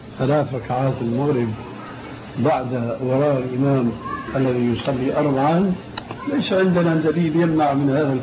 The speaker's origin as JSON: {"language": "Arabic", "country": "Syria", "said": "كما يقولون عندنا في الشام"}